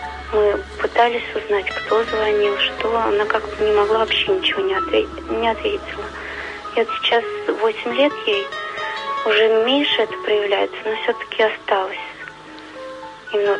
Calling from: Zavolzhye, Nizhny Novgorod Oblast, Russia; Из города Заволжья.

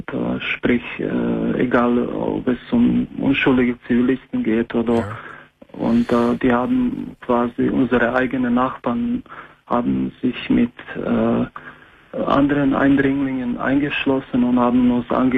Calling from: Croatia; German is a second language; moved away; ich bin 38 und ich komme ursprünglich aus Kroatien.

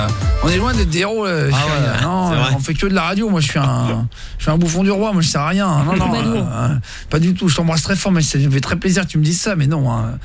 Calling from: Le Barcarès, Occitanie, France; moi j'habite à Barcarès, enfin je viens de Barcarès aussi

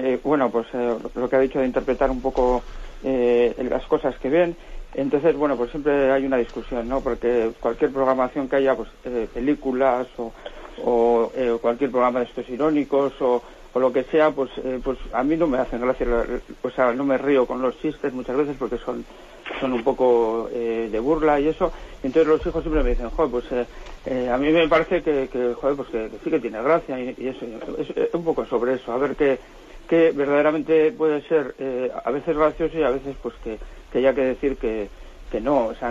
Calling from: Bilbao, Basque Country, Spain; de Bilbao.

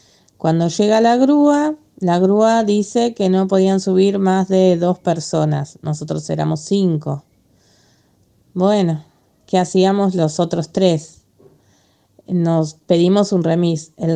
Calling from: Lanús, Buenos Aires Province, Argentina; de Lanús.

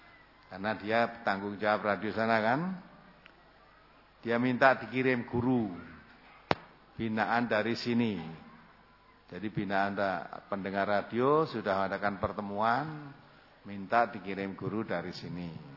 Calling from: Bulukumba, South Sulawesi, Indonesia; dari Bulukumba

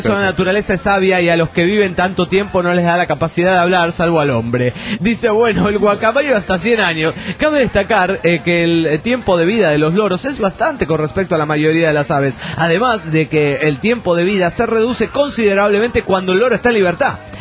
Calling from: Tucumán, Argentina; de Tucumán.

